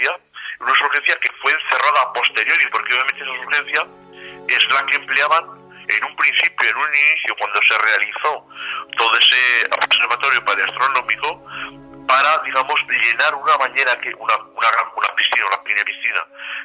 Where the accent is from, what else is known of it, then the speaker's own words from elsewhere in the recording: Teruel, Aragon, Spain; Esa es mi comarca de nacimiento. Bueno, yo me atreví a la libertad de iniciar el libro en Teruel, ya que soy yo de Teruel y es la zona que también más he vivido